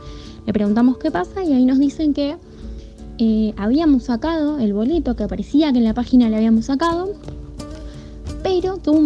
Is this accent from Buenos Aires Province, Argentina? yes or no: yes; Temperley, Buenos Aires Province, Argentina; soy de Temperley